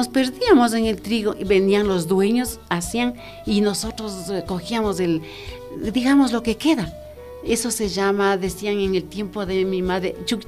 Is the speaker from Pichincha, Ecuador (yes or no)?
yes; Quito, Pichincha, Ecuador; yo me crié en mi barrio, salí de aquí del Girón, que se llama el barrio donde yo nací. A los 11 años yo me fui de aquí al Batán. Yo viví en la subida a Villavista. Yeah. Yo me crié con las familias mejores de Quito porque éramos los únicos pobres.